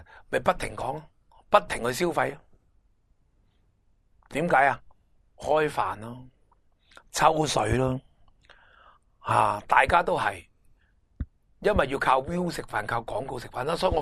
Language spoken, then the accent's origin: Cantonese; Hong Kong; 以后我哋香港人唔提噶啦